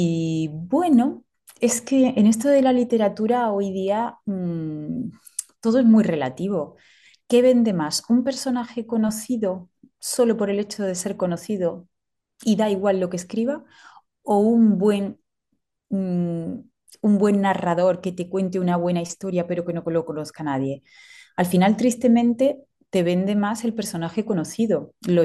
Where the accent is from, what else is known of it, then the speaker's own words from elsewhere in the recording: Córdoba, Andalusia, Spain; será un texto sobre la historia de Córdoba, de mi tierra.